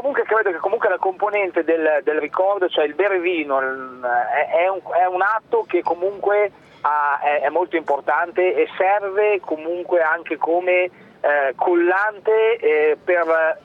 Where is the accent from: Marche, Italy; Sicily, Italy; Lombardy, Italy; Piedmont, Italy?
Lombardy, Italy; Milan; also born or lived in banks of the Po; io sono di Milano ma sono nato sulle sponde del Po